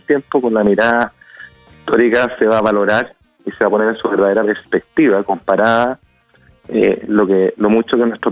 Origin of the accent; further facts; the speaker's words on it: Chile; Hablo como ciudadano, hablo como autoridades, hablo como chileno.